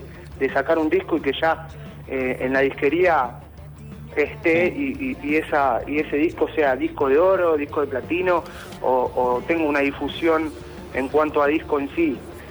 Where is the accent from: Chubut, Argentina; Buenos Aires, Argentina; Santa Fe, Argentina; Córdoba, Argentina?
Buenos Aires, Argentina; yo soy el único que soy acá de Buenos Aires.